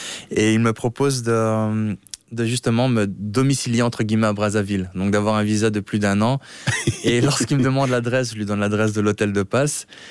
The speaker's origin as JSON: {"language": "French", "town": "Brussels", "region": "Brussels-Capital Region", "country": "Belgium", "tie": "born or raised there", "said": "Oui, j'ai grandi à Bruxelles et à Bruxelles, ben voilà, c'est une ville assez cosmopolite."}